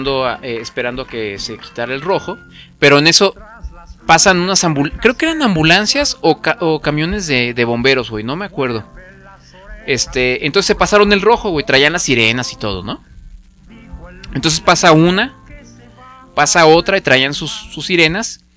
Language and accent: Spanish; Morelia, Michoacán, Mexico; yo crecí en Morelia, entonces yo quería